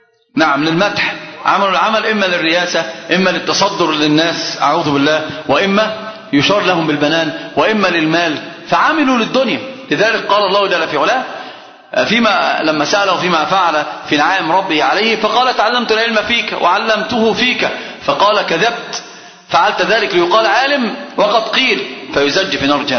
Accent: Egypt; حتى عندنا في مصر كلام عجيب جدا من أمثلة العامة

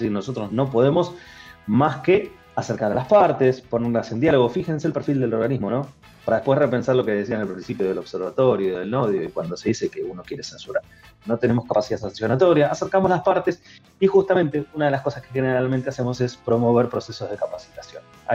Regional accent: Bahía Blanca, Buenos Aires Province, Argentina; como yo soy de Bahía Blanca, había solamente dos señales

